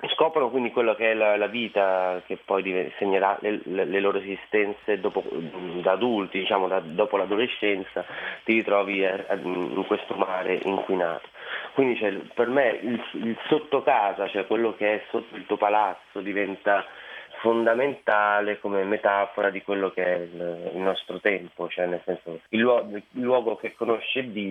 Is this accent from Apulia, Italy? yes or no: yes; Taranto, Apulia, Italy; moved away as an adult; Io sono nato e cresciuto a Taranto fino all'età universitaria, dove per mia fortuna sono riuscito ad andare fuori dalla città.